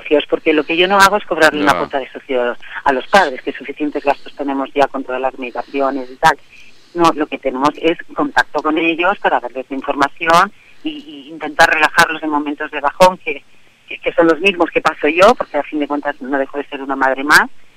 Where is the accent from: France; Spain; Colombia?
Spain; Terrassa, Catalonia; yo soy de Tarrasa. Aquí Tarrasa la tengo plagada siempre de actos